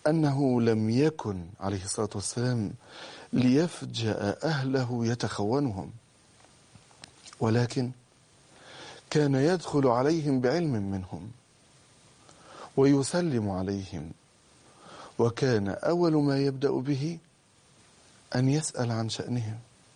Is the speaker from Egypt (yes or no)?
yes; Egypt; بقدر ما هزتني هذه الكلمات أن بلدنا مصر هي أكثر بلد في الدنيا فيها طلاق.